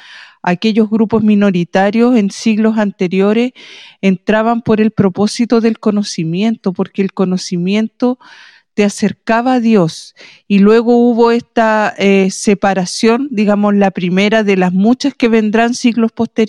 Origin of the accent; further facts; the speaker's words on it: Chile; así como nosotros en este tiempo le transmitimos que somos chilenos a nuestras hijas